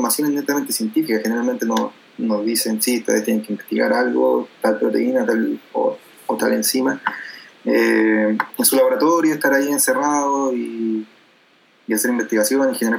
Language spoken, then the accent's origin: Spanish; Los Ángeles, Biobío, Chile; soy de Los Ángeles, nacido y criado en Los Ángeles.